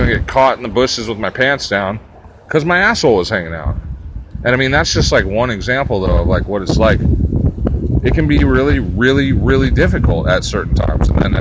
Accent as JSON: {"language": "English", "town": "Santa Cruz", "region": "California", "country": "United States", "tie": "born or raised there", "said": "or I'll just go home to my hometown, because I'm kind of missing Santa Cruz right now."}